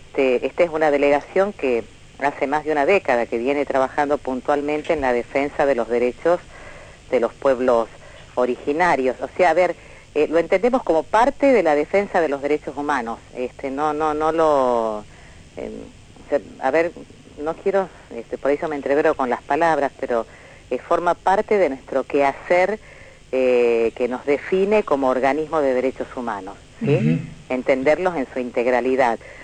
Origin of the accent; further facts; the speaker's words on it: Tucumán, Argentina; now in Formosa, Argentina; yo soy tucumana en realidad, estoy en Formosa desde hace 20 años